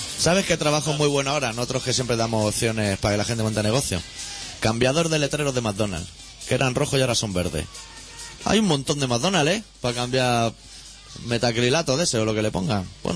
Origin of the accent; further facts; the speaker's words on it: Catalonia, Spain; accent: Catalan; Nuestro marcado acento catalán ya delata nuestra procedencia.